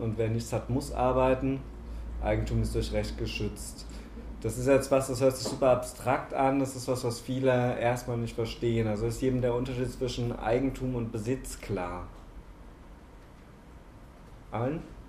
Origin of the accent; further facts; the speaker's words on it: Baden-Württemberg, Germany; also ich komme aus Baden-Württemberg, da gibt es deutlich mehr Feiertage als hier.